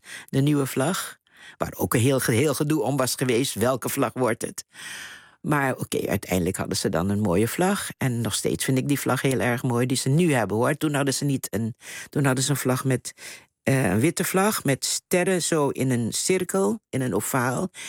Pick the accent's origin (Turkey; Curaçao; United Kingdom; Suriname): Curaçao; born there; Ik ben geboren op Curaçao, wel uit Surinaamse ouders.